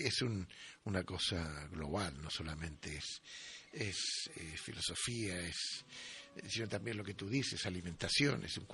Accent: Chile; Chile, de donde yo vengo, es país de volcanes.

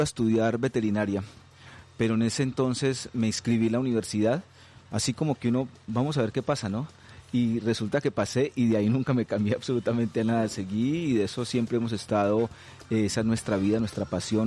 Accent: Sevilla, Valle del Cauca, Colombia; also born or lived in Cali; en mi pueblo natal, que es Sevilla Valle. Luego fui a Cali, estudié en la Universidad del Valle

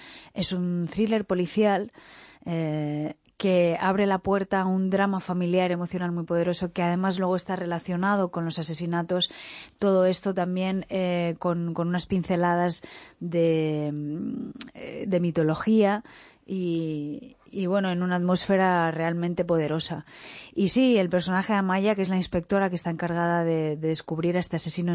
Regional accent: San Sebastian, Basque Country, Spain; Yo soy de San Sebastián y está relativamente cerca y había ido alguna vez.

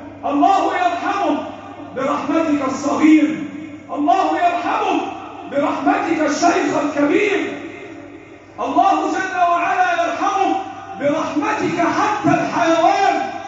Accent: Egypt; بلدنا مصر

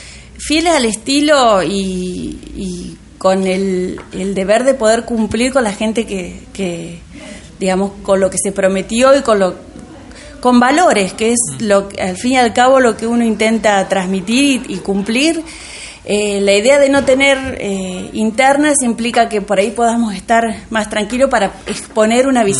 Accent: Argentina; nos debemos como argentinos ser un poco más pensantes a la hora de votar

